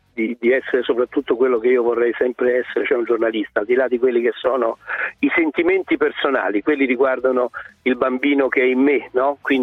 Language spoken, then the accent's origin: Italian; Rome, Lazio, Italy; Roma in questo momento, ai noi, lo dico da romano, è in una situazione abbastanza imbarazzante